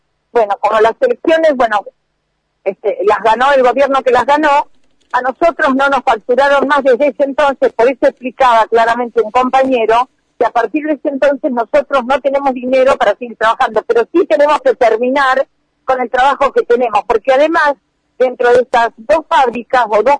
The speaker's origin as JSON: {"language": "Spanish", "town": "Mar del Plata", "region": "Buenos Aires Province", "country": "Argentina", "lives_now": "La Plata, Argentina", "said": "vinimos los que éramos de Mar del Plata, Daniel Barragán y yo"}